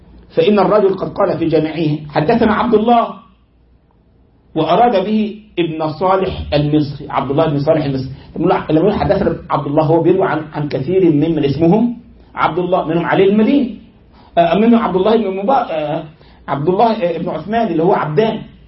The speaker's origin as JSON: {"language": "Arabic", "country": "Egypt", "said": "زي عندنا في مصر مثلا قرية صغيرة في الكفر شيء اسمها الرياض"}